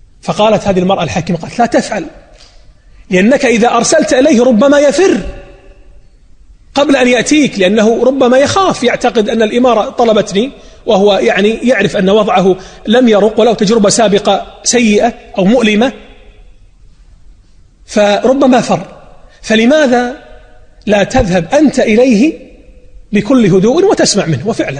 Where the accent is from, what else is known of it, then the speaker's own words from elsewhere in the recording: Najd, Saudi Arabia; واتجه إلى الدرعية أيضا من بلادي نجد